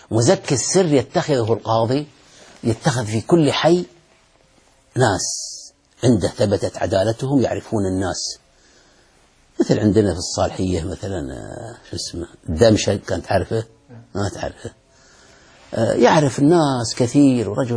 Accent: Saudi Arabia; وهذا حصل عندنا في السعودية، هذا شر

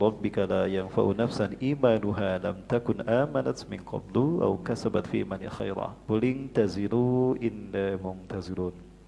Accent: Bandung, West Java, Indonesia; saya dari Bandung, Bapak Ibu asli dari Bandung, turunan Sunda Padang. Ibu saya orang Sunda, Bandung asli, dan ayah saya ada darah Padang. Kakek saya dari Sungai Puar

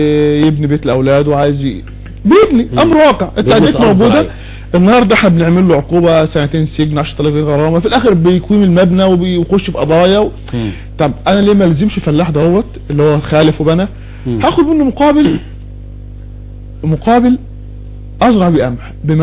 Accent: Egypt; اللي عندنا في مصر

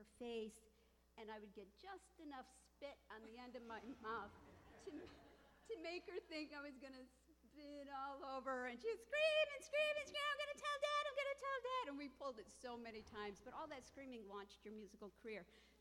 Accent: Adams Center, New York, United States; I was from Adams Center, the city

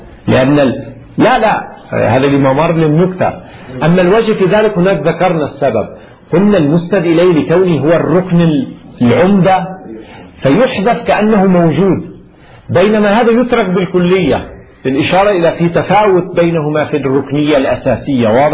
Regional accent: Lebanon; ما أدري شو السمع عندنا في لبنان؟

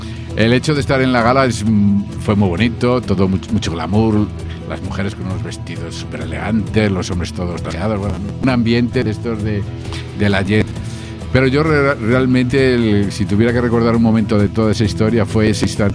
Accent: Salamanca, Castile and León, Spain; como salmantino para mí es un placer representar a mi ciudad.

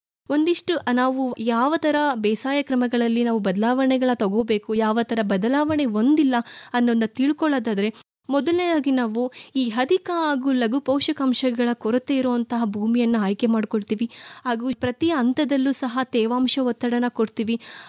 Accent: Kunigal, Karnataka, India; ನಮ್ಮ ಊರು ಕುಣಿಗಲ್, ತುಮಕೂರು ಜಿಲ್ಲೆ.

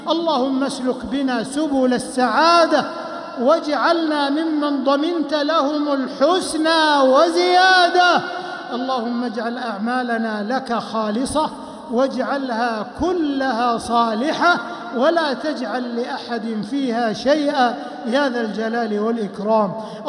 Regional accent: Saudi Arabia; اللهم احفظ بلادنا المملكة العربية السعودية من كل سوء ومكروه

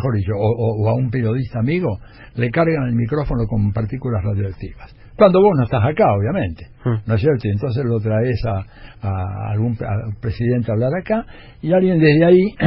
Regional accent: Argentina; yo vengo de la Argentina y acá no ha habido errores fenomenales

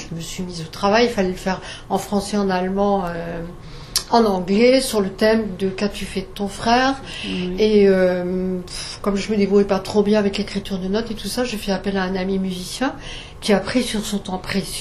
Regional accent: Grand Est, France; accent: Alsatian; Bon, avec notre accent alsacien, hein.

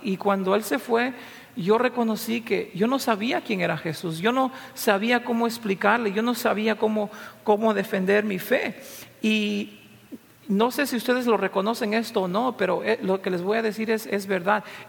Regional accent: Peru; cosa que como peruano no me gustó mucho

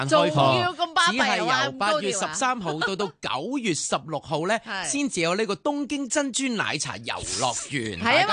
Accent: Hong Kong

